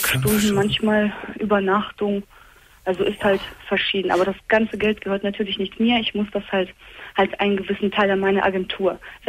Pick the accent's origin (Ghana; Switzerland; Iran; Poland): Poland; ich bin halt 19 Jahre alt und ich bin seit 3 Monaten mit meinem Freund zusammen. Und er ist Türke und ich bin Polin.